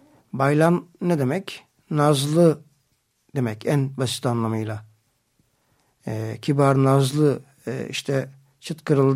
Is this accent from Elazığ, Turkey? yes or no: no; Tire, İzmir, Turkey; Manisa'dan derlenmiş olanı da Tire'den, benim memleketimden … adlı bir türkümüz var.